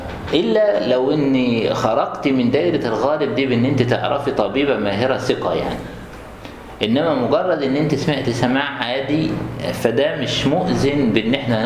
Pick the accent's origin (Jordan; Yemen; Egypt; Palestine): Egypt; ان عندنا في مصر مسألة النساء في المجال الطبي يعني متأخرات شوية